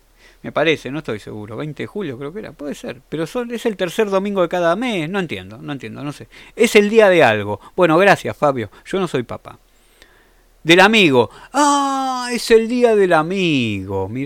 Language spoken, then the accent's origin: Spanish; Argentina; Me voy a comer un sándwich de milanesa, como buen argentino que soy.